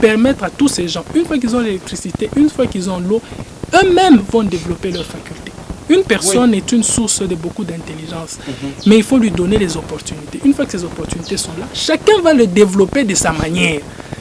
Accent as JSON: {"language": "French", "town": "Lubumbashi", "region": "Haut-Katanga", "country": "DR Congo", "tie": "born or raised there", "said": "rondes dans la ville de Lubumbashi où j'ai grandi."}